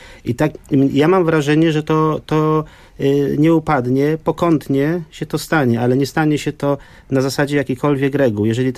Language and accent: Polish; West Prussia, Poland; Bo ja pochodzę z świata zapomnianych cmentarzy luterańskich, żydowskich, kalwińskich, z Prus zachodnich